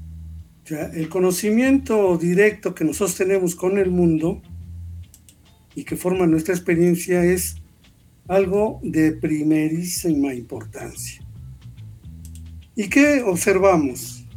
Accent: Mexico; tenemos ya como mexicanos, o eso que hemos construido como historia de México, tenemos una bandera que utilizó Hidalgo

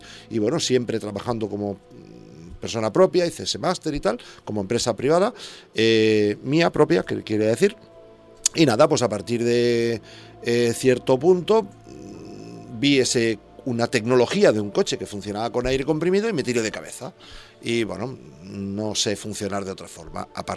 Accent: Santa Coloma de Gramenet, Catalonia, Spain; organicé el primer festival de rock folk blues de Santa Coloma de Gramenet, de mi pueblo

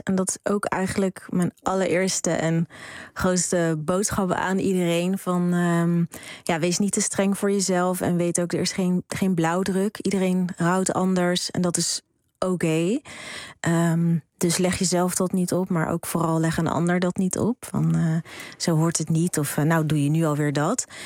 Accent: Rotterdam, South Holland, Netherlands; Ik ben opgegroeid in Rotterdam.

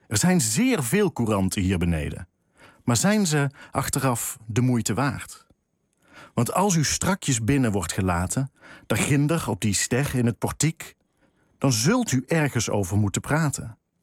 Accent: Eindhoven, North Brabant, Netherlands; En ik zelf kom ook uit Eindhoven. Ik heb nooit dialect geleerd, maar het wel om me heen gehoord.

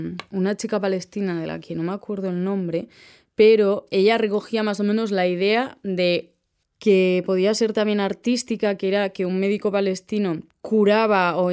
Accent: Huarte, Navarre, Spain; soy de Huarte.

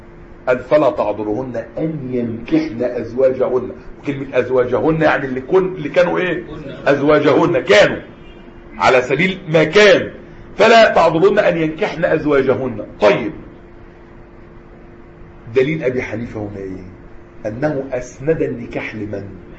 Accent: Egypt; حتى المأذون لغاية دلوقتي عندنا في مصر

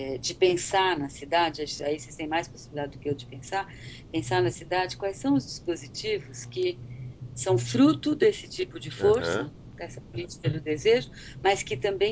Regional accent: São Paulo, Brazil; born there; Eu nasci no Belenzinho, nasci na Zona Leste, sabe? Meus pais são imigrantes.

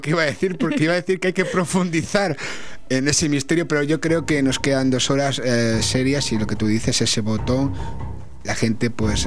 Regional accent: Catalonia, Spain; yo, que soy muy catalán en ese sentido, en el acento no, pero en el sentido de la pela sí

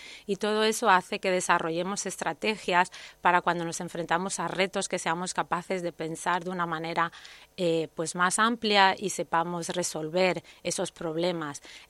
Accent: Spain; nosotros como españoles estamos muy, muy bien valorados fuera cuando vamos al extranjero

